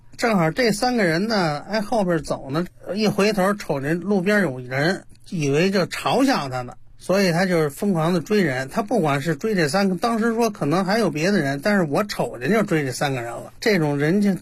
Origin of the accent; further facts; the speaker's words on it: Xihongmen, Beijing, China; 我是呢土生土长的西红门的本地人